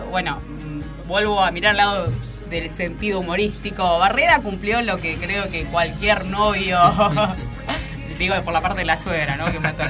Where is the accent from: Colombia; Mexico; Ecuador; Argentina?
Argentina; También todos como argentinos tenemos que tener en cuenta.